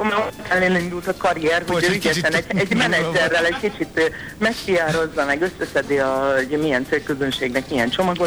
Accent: Hajdúnánás, Hajdú-Bihar, Hungary; Hajdunánáson nőttem föl.

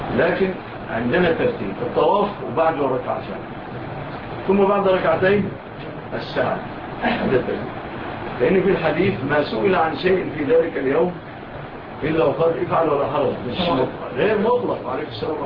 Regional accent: Egypt; وجاء مع الفاتحين إلى بلادنا مصر

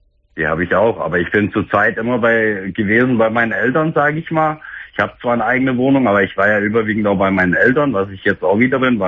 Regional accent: Fulda, Hesse, Germany; komm nach Fulda, also da, wo ich herkomme

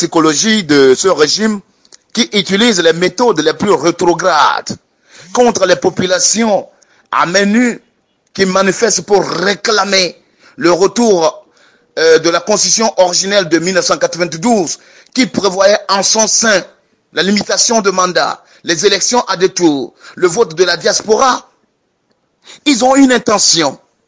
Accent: Togo; je suis togolais … prof de philosophie au lycée technique de Mango

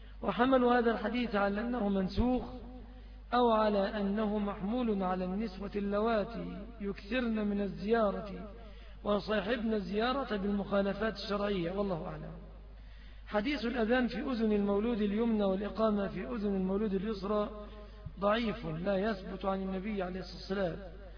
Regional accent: Egypt; بعض أهل البلاد العربية يأخذوها علينا كمصريين

